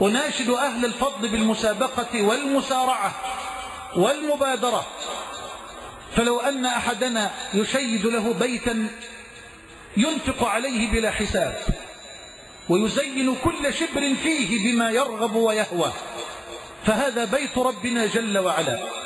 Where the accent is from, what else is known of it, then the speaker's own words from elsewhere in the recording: Egypt; اللهم اجعل بلدنا مصر أمنا أمانا سخاء رخاء